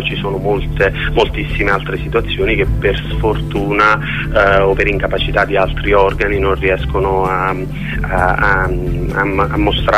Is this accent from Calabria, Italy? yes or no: no; Naples, Campania, Italy; now in Barcelona, Spain; Di tanto in tanto tornavo a Napoli, ovviamente per visitare casa, per tornare nel mio paese, e vedevo dal mio balcone